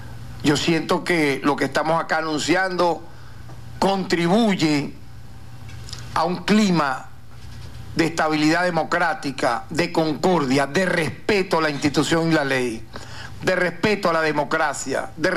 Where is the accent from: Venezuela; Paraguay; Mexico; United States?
Venezuela; En tal sentido, nosotros como venezolanos, de cualquier, yo diría, tendencia política, ideológica, tenemos que recordar